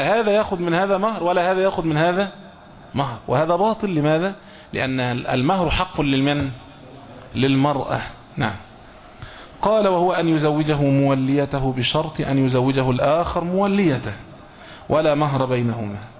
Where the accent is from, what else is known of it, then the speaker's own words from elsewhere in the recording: Egypt; اللي هو احنا بنقولها بالتعبير العام عندنا في مصر هنا، اللي اوله شرط اخر نص